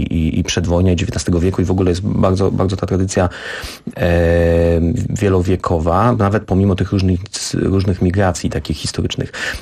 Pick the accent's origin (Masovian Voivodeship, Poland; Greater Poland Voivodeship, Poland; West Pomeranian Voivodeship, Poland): West Pomeranian Voivodeship, Poland; Szczecin; Pochodzę z Szczecina.